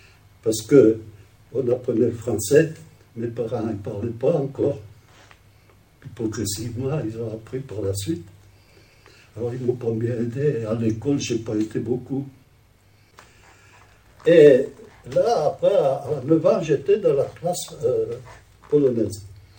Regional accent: Roche-la-Molière, Auvergne-Rhône-Alpes, France; Ma mère, elle est venue avec ses parents et un frère. Ils sont venus à Roche-la-Molière, et là, ils ont fait connaissance, ils sont mariés, et moi, je suis né en France.

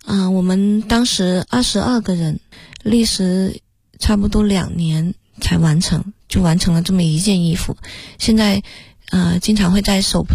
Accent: Jinxiu, Guangxi, China; now in Beijing, China; 我的家乡就叫金秀，只不过它不是那个，是黄金的金，秀丽的秀。我们的那个村庄只有9户人家，

